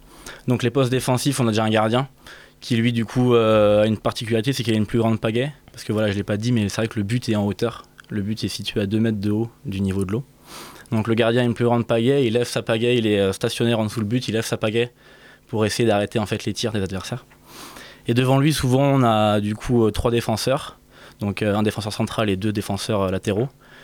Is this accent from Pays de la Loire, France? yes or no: yes; Saint-Nazaire, Pays de la Loire, France; moi je viens juste en dessous de la Bretagne, de Saint-Nazaire, donc dans les Pays de la Loire.